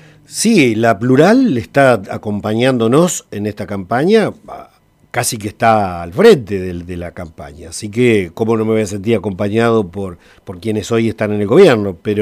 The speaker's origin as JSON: {"language": "Spanish", "town": "Santa Rosa", "country": "Argentina", "tie": "born there", "said": "Yo nací en Santa Rosa. Mis primeros años me tuve que ir al campo porque mi papá era peón de campo."}